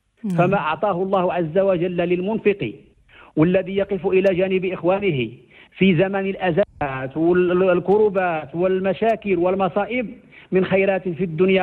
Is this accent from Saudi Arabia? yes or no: no; Morocco; وجعلنا كمغاربة نلهج بشكره حفظه الله